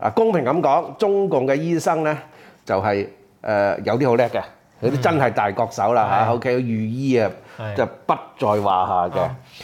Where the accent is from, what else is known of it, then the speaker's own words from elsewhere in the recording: Hong Kong; 即係我哋香港人咧，佢就會話俾你聽